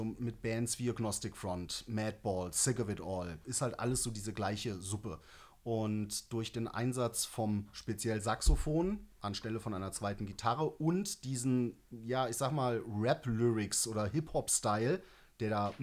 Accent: Mendig, Rhineland-Palatinate, Germany; für mich als Kind aus der Eifel, ich komme aus einem kleinen Ort am Rand vom Nürburgring, so, ich bin ein absolutes Dorfkind.

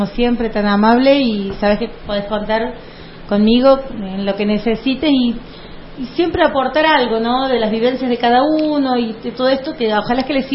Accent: Córdoba, Argentina; soy cordobesa y aprovecho y vengo

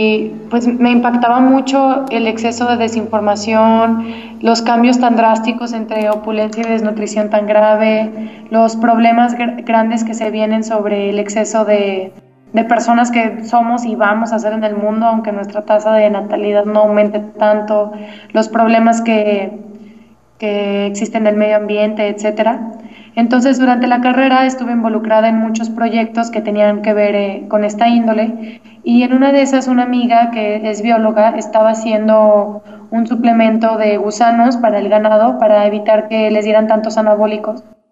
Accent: Guadalajara, Jalisco, Mexico; bueno, yo soy Guadalajara de México, y me fui a buscar chapulines.

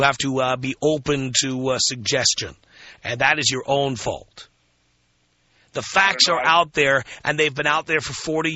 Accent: New York City, New York, United States; I grew up in the South Bronx. I grew up in the zip code with the highest murder rate in America.

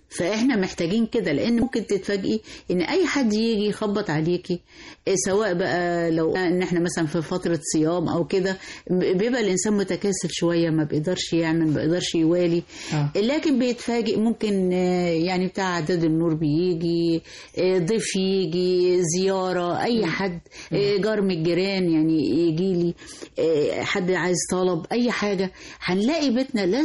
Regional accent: Egypt; كل دي حاجات تصدقيني بتبقى في وجداننا احنا كمصريين وكامرأة مصرية.

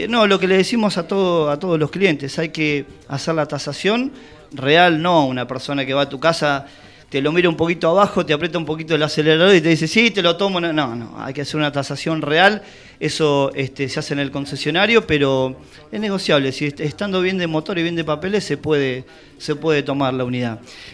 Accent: Tandil, Buenos Aires Province, Argentina; Soy de acá, de Tandil, como dice la gente autóctona del lugar, nacido y criado.

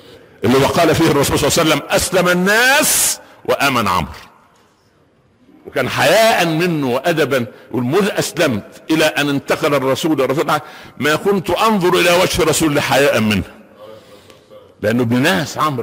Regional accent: Minya Governorate, Egypt; مدينة عندنا في المنيا اسمها البهنسة مدينة صغيرة كده جنب بني مزار

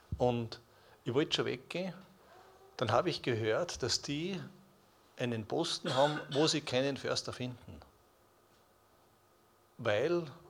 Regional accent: Bruck an der Glocknerstraße, Salzburg, Austria; Ich bin geboren und aufgewachsen da im Salzburgischen, Bruck an der Glocknerstraße

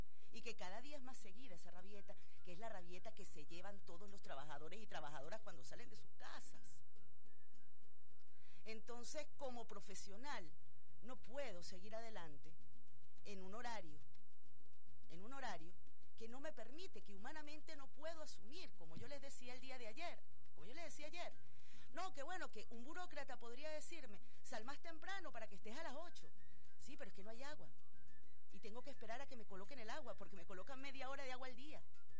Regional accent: Venezuela; yo como profesional, como venezolana, incluso este espacio radial, La Ventana, debe adaptarse a los nuevos tiempos.

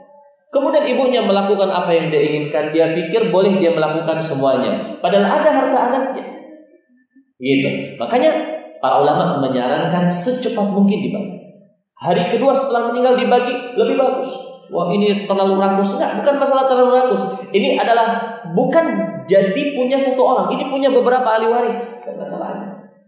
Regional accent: Aceh, Indonesia; Kebiasaan kita orang Aceh kalau suami sudah nikah ya ikut istrinya di mana dia tinggal.

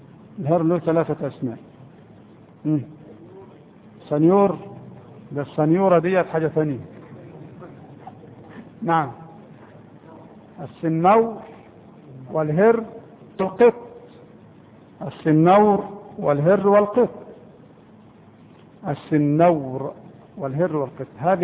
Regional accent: Egypt; لكن احنا كمصريين لا نأكله

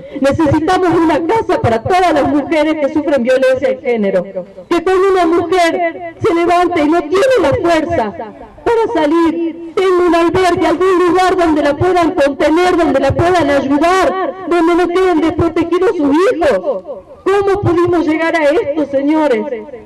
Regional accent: Humahuaca, Jujuy, Argentina; Algunos me conocen, otros no, porque si bien soy de Humahuaca, hace mucho tiempo que no vivo aquí

